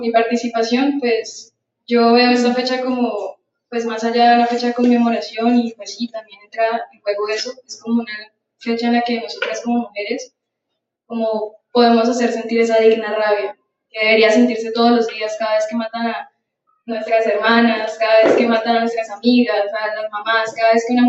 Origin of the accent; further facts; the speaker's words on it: Colombia; siendo nuestro contexto como colombianas